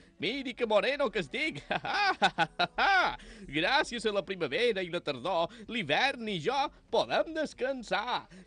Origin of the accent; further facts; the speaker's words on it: Balearic Islands, Spain; no, jo som de Menorca. Som un menorquí, sap?